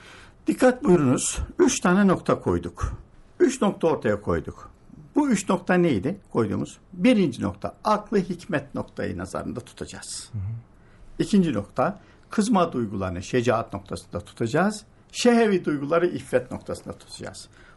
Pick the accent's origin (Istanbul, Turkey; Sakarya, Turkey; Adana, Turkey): Sakarya, Turkey; Ben hatırlıyorum ben Sakaryalıyım.